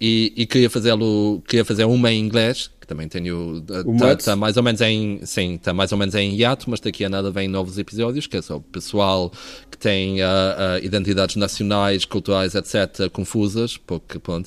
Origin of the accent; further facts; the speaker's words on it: Azores, Portugal; moved away as an adult; also born or lived in Porto; now in London, United Kingdom; eu cresci nos Açores e depois vivi por 9 anos no Porto e agora estou em Londres, mas basicamente tipo, todo o meu ensino foi em Portugal e todas as minhas referências são portuguesas, digamos assim.